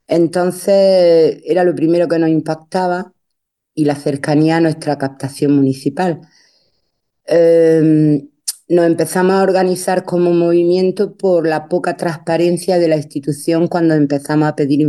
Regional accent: Dúrcal, Andalusia, Spain; soy de Dúrcal, de un pueblo de la comarca del Valle del Ecrín, muy cerquita de Granada, en el paso entre Granada y la costa

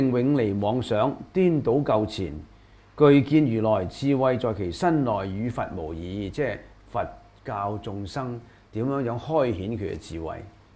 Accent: China; 有好多呢一類嘅人才，我哋中國人要急起直追啦。

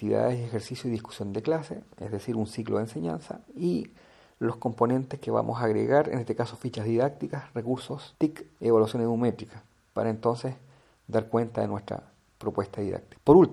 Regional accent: Lota, Biobío, Chile; algunas imágenes de mi ciudad natal, Lota, octava región Chile

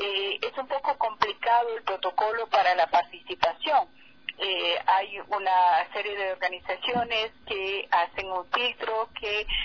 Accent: Ecuador; nosotros sabemos, como ecuatorianos y ecuatorianas

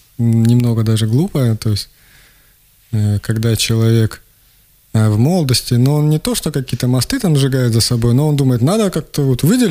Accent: Rostov Oblast, Russia; also born or lived in Kurgan-Tyube, Tajikistan; Родом я из Курган-Тюбе, вот, я вырос в Ростовской области в деревне, я учился в Ростове и год там работал, то есть, я не знаю, откуда я родом, так, честно.

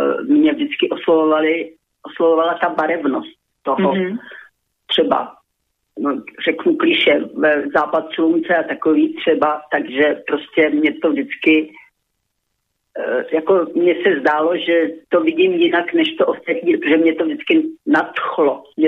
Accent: Vysoké Mýto, Pardubice Region, Czechia; born there; Narodila jsem se v Čechách, ve Vysokém Mýtě

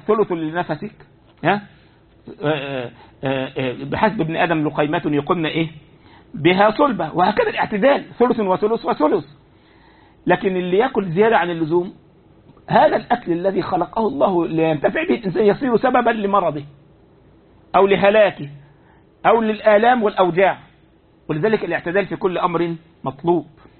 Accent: Egypt; هو عندنا في مصر بعض يقول لك الحلال هو الذي حل بيدك

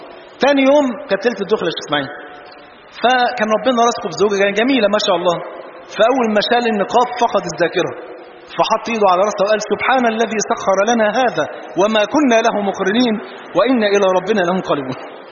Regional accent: Egypt; وإحنا جايين والله من مصر

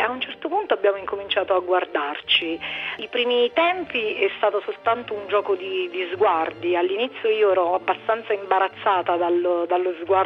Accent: Naples, Campania, Italy; sono di Napoli e ho 33 anni

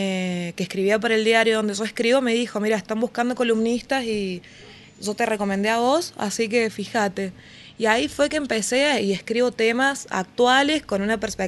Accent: San Luis, Argentina; moved away as an adult; now in Córdoba, Argentina; Así es, soy de San Luis y estoy viviendo acá hace ya 5 años. Me vine a estudiar y acá estoy.

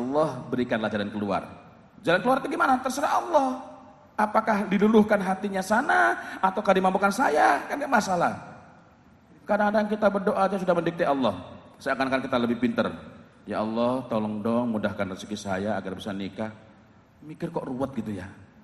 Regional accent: East Java, Indonesia; Saya ini orang Jawa Timur.

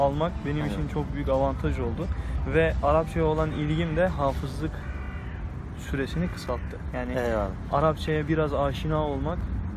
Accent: Iznik, Bursa, Turkey; Bursa İznikliyim.

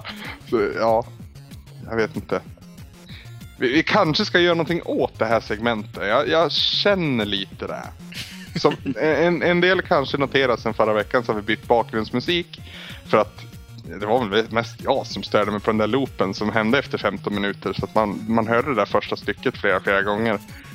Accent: Norrland, Sweden; jag har svårt att ta cred för att jag är en kille från Norrland liksom.

